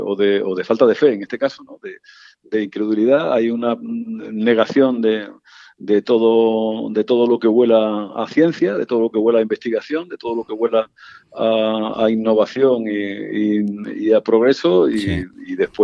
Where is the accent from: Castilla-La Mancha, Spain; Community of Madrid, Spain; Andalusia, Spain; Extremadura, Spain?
Extremadura, Spain; muy cerca de la frontera de mi tierra, de Extremadura